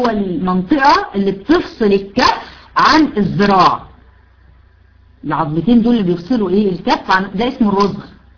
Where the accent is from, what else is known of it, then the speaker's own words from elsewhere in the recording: Egypt; الكوع احنا عندنا في مصر اسمه كوع.